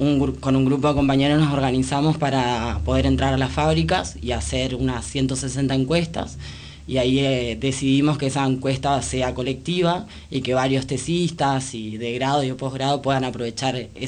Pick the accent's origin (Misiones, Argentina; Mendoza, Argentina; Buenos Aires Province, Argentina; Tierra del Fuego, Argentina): Misiones, Argentina; Yo soy de Misiones y me interesaba como toda la cuestión de allá